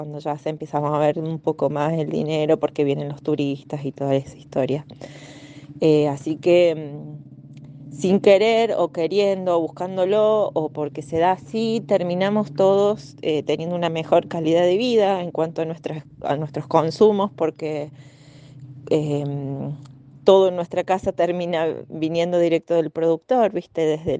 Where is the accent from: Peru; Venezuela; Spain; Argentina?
Argentina; Yacanto, Córdoba; de Yacanto.